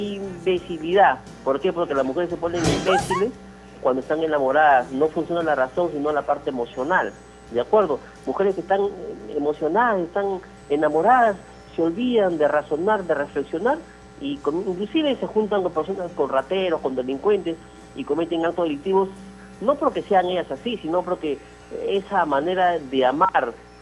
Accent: Callao, Peru; la tierra que me vio nacer, el Callao. Yo he estado muchos años, la mayor parte de mi juventud, de mi adolescencia, lo he pasado en el Callao.

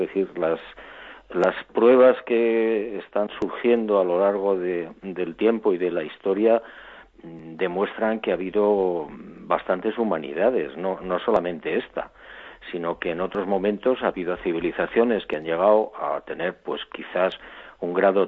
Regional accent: Barbate, Andalusia, Spain; la posibilidad de regresar a mi pueblo, a Barbate, a mi playa

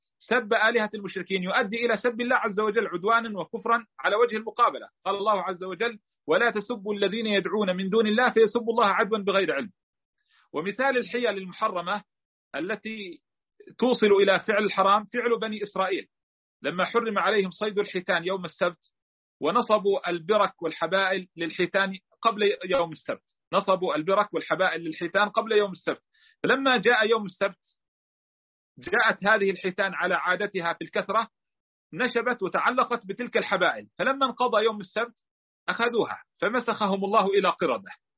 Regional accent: Palestine; مثلا في بلادنا فلسطين تعرفنا على تعجيل قسم من المهر وعلى تأجيل الباقي إلى أقرب الأجلين

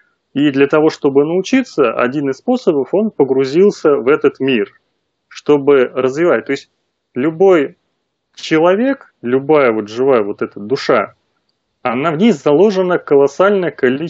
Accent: Moscow, Russia; now in Yaroslavl Oblast, Russia; родился и вырос в Москве, сейчас вот живу в родовом поместье в Ярославской области.

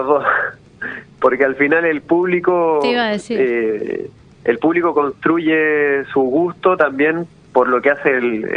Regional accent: Chile; now in Argentina; Yo soy de Chile, sí, y me vine hace 5 años y medio.

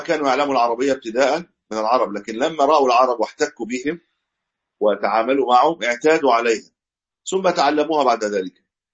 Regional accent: Egypt; كما عندنا في مصر الشام إلى غير ذلك

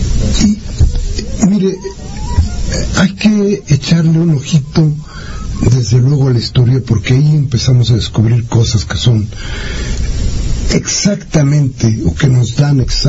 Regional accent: Mexico; que político soy mexicano

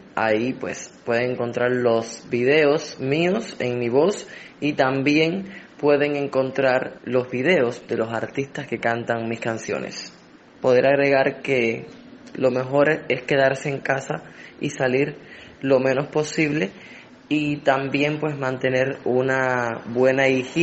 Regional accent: Holguín, Cuba; Mis inicios en el mundo de la música fueron en Holguín, que es mi ciudad natal.

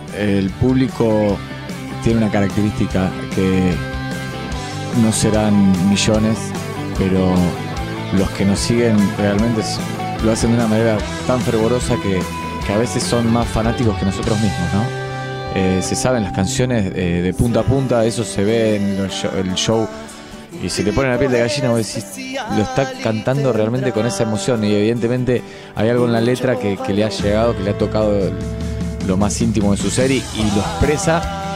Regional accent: Rosario, Santa Fe, Argentina; Si bien nosotros no vivimos aquí en Buenos Aires, somos oriundos de Rosario, de la provincia de Santa Fe

